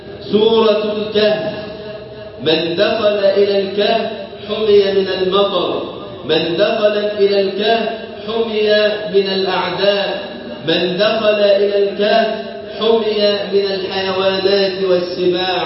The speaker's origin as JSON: {"language": "Arabic", "country": "Egypt", "said": "اللهم اجعل بلدنا مصر أمن الأمان وسائر بلاد"}